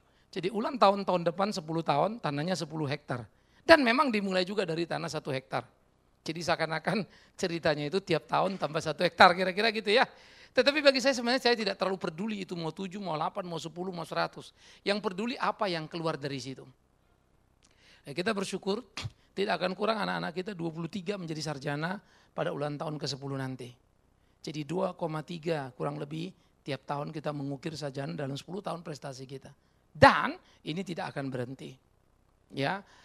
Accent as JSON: {"language": "Indonesian", "region": "North Sumatra", "country": "Indonesia", "said": "Walaupun sebagai orang Batak yang cukup bergerak cepat, kadang-kadang saya pikir kok Tuhan ini agak Jawa ya, agak lambat begitu."}